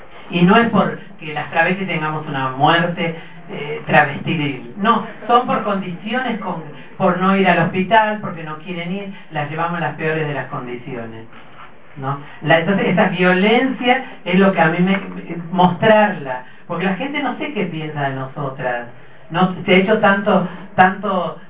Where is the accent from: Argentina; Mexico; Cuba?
Argentina; Salta; Soy salteña, si la empanada no tiene papa, para mí no es empanada.